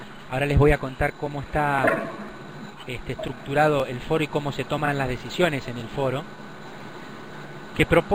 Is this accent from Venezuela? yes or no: no; Argentina; nosotros somos Argentina, es un estado federal